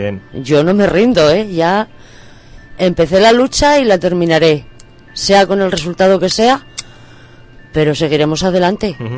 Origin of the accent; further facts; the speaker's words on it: Asturias, Spain; yo a pesar de que no soy de Ventanilles, soy del otro lado, soy de Tatinos